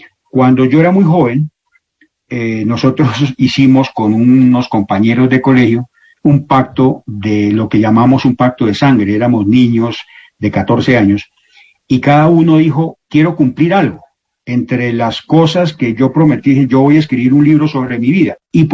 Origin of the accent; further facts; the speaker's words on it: Bogotá, Bogotá Capital District, Colombia; que es realmente cuando empieza mi niñez, que la pasé en Bogotá.